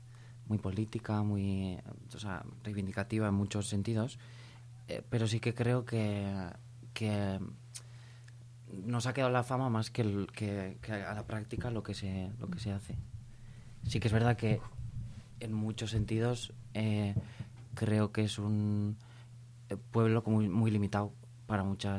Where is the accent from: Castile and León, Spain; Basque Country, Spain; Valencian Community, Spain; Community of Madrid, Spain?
Basque Country, Spain; Errenteria; Soy una chica de Orereta.